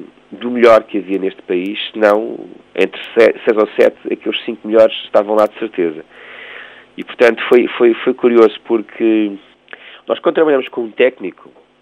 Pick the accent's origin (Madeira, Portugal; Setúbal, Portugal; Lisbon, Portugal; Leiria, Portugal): Setúbal, Portugal; Costa da Caparica; na praia onde nós crescemos, perdão, aqui na Costa da Caparica, num bar bonito.